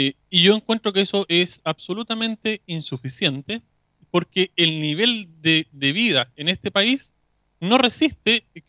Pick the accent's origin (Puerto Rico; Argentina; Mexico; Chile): Chile; cuál es el sistema que como chilenos queremos para nuestro futuro.